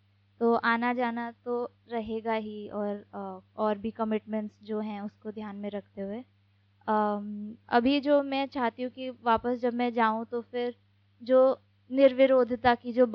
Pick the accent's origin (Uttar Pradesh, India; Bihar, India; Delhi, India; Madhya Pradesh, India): Delhi, India; और मैं दिल्ली से हूँ।